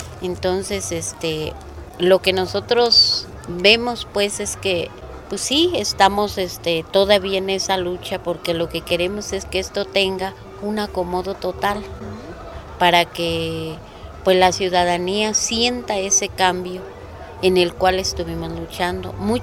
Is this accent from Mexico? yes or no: yes; Cherán, Michoacán, Mexico; tengo 57 años, soy nativa de aquí de mi pueblo de Cherán, he vivido siempre aquí, nunca he salido y me siento orgullosa de seguir viviendo aquí.